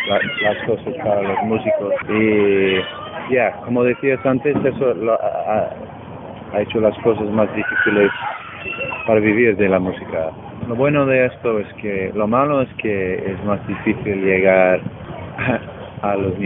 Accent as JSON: {"language": "Spanish", "region": "Connecticut", "country": "United States", "second_language": "Spanish", "lives_now": "New York, United States", "said": "Yo vivimos en Nueva York, pero soy de Connecticut, que es el estado al norte, y de donde vengo, mi pueblo está muy cerca del estado de Massachusetts. Podemos estar ahí en media hora."}